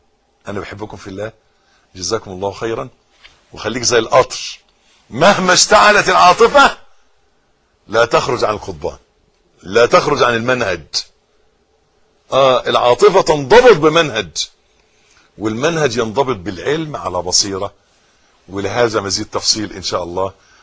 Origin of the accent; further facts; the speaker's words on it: Egypt; حتة الارض اللي احنا واقفين عليها دي بلدنا مصر.